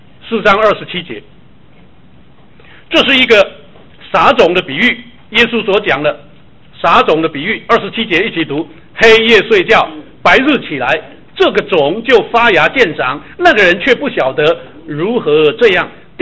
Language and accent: Chinese; Taiwan; 我是从台湾来的，会不会讲闽南话？